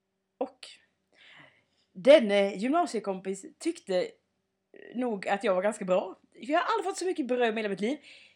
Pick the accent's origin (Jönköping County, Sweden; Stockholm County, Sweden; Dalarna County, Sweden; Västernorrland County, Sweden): Jönköping County, Sweden; Sävsjö; så har jag ju också varit hemma i Sävsjö.